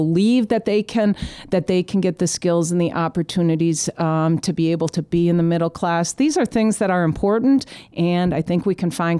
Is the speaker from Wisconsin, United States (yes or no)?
yes; Wisconsin, United States; I love Wisconsin. I'm a fourth generation Wisconsinite, and my great grandparents were farmers